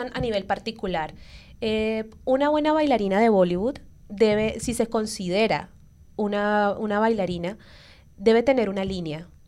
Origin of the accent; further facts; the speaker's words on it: Cali, Valle del Cauca, Colombia; yo soy de Colombia y mi ciudad es Cali, entonces es mi estilo caleño, es muy diferente al cubano.